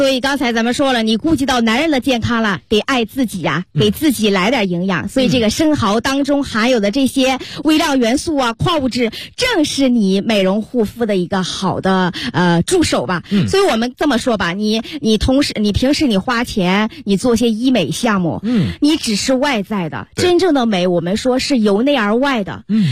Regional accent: Dalian, Liaoning, China; 因为你也知道我是大连人，地地道道、土生土长的大连爷啊

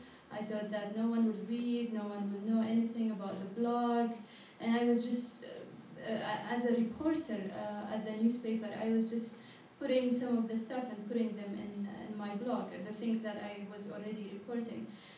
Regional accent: Yemen; Like, I come from Yemen

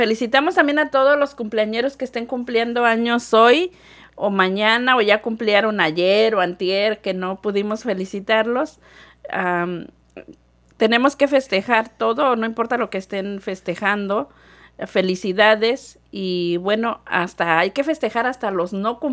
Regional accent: Mexico; Y en México, bueno, nosotros somos de México, ¿verdad?

